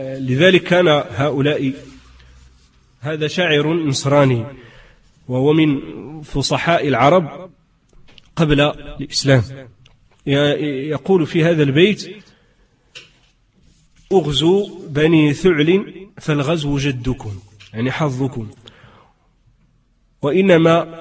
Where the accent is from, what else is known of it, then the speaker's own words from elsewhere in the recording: Morocco; accent: Moroccan Arabic; ويقال له بدارجتنا العامية يعني المغربية يقال له الزهر